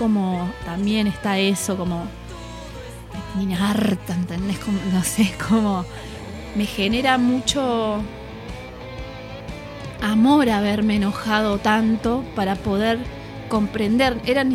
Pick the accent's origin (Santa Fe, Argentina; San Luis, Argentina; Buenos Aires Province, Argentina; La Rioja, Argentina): San Luis, Argentina; Merlo; soy de Merlo, de San Luis, ahí nacida y criada.